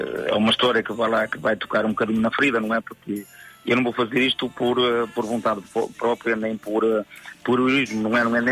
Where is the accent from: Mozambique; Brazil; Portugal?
Portugal; Arcos de Valdevez, Norte; mas como arcoense e orgulhoso de ser arcoense, até a Vila d'Arcos de Valdez.